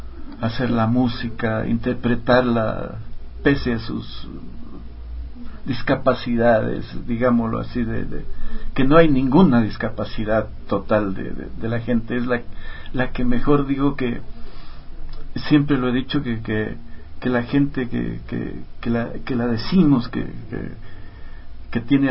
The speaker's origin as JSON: {"language": "Spanish", "region": "Loja", "country": "Ecuador", "lives_now": "Quito, Ecuador", "said": "También yo estaba ya viviendo acá en Quito, nos venimos los dos desde Loja"}